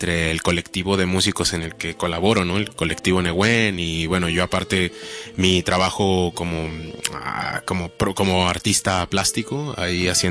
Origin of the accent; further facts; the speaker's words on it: Mexico; yo soy de México y nací allá. Y pues desde allá empecé con estas movidas.